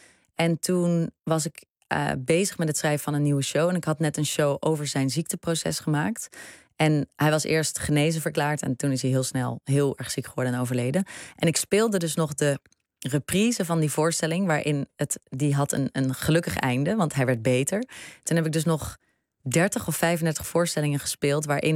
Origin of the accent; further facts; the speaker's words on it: Breda, North Brabant, Netherlands; moved away; Het is een Brabantse stad en ik ben daar opgegroeid. Ik ben geboren in Breda en daar ging ik naar de middelbare school. En het is, het was een heel veilig opgroeiend bestaan.